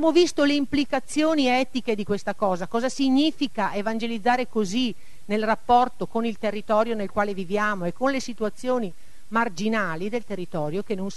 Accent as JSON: {"language": "Italian", "town": "Rossano Veneto", "region": "Veneto", "country": "Italy", "said": "mi sento a casa nel senso che sono di Rossano Veneto, alcuni di voi che vedo qui li conosco"}